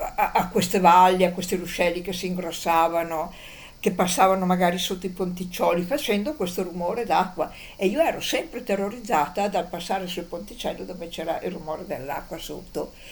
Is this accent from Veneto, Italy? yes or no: yes; Valdagno, Veneto, Italy; born there; quando sono nata stavo a Valdagno, in questa casa dove i miei abitavano